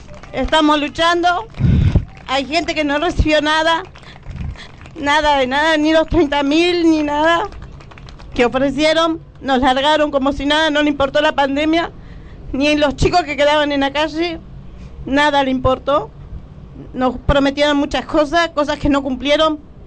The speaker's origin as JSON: {"language": "Spanish", "town": "Escobar", "region": "Buenos Aires Province", "country": "Argentina", "said": "Soy de Escobar."}